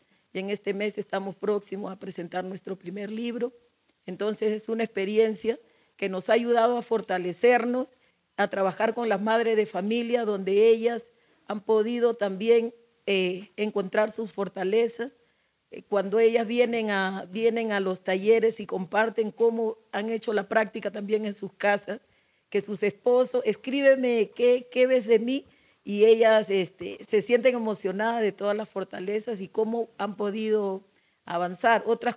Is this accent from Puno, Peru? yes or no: no; Chincha, Ica, Peru; vengo de Chincha